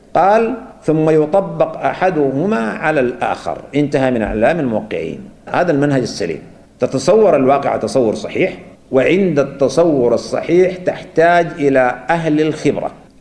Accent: Sudan; نحن عندنا في السودان هنا

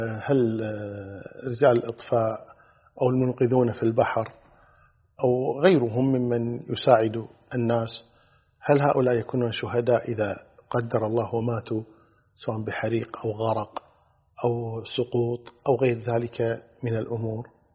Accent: Kuwait; مجموعة طيبة مباركة كبيرة جدا عندنا في الكويت

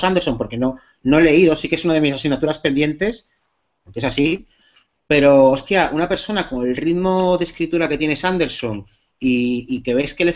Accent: Asturias, Spain; como asturiano de buena cepa

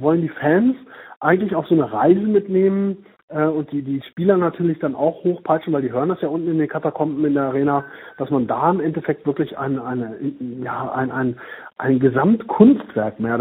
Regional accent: Braunschweig, Lower Saxony, Germany; born there; Also ich komme ja nun gebürtig aus Braunschweig

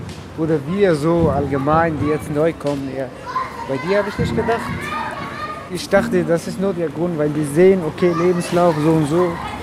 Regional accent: Afghanistan; German is a second language; now in Germany; Afghanistan.

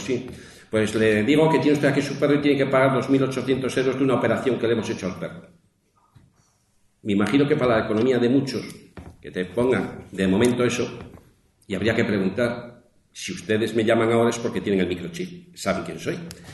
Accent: Castile and León, Spain; nosotros allí lo tenemos con los lobos y sobre todo en mi tierra leonesa, ahí arriba

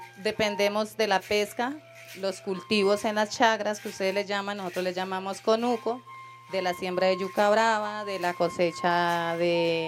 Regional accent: Guainía, Colombia; vengo del departamento del Guainía, que es un departamento un poquito aislado, más rico en biodiversidad y pluricultural, ¿sí? Contamos con un hermoso departamento del cual 80% de los habitantes somos indígenas. Somos varias etnias, está el Curripaco

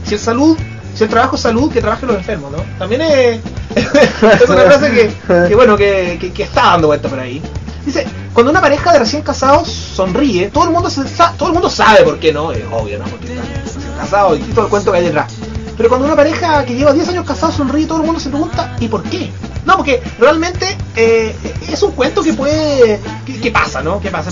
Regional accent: Chile; Porque también habla de cómo somos los chilenos.

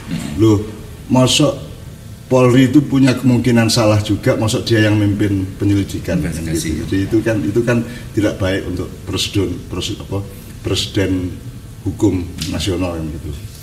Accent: Java, Indonesia; Makanya kalau kita orang Jawa ada Desa Mawacoro, Negara Mawatoto.

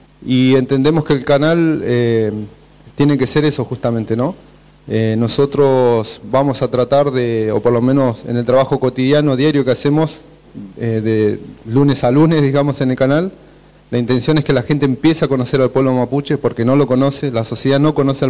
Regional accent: Bariloche, Río Negro, Argentina; vengo de Bariloche

